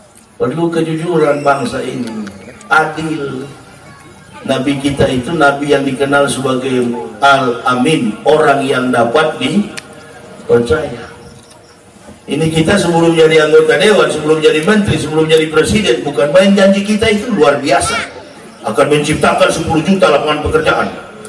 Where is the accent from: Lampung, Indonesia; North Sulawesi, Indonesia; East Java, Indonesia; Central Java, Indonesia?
North Sulawesi, Indonesia; Manado; Saya orang Manado, dari kecil sampai besar umat Islam di Manado. Dulu saya masih kecil, hanya 11 kepala rumah tangga di kampung saya.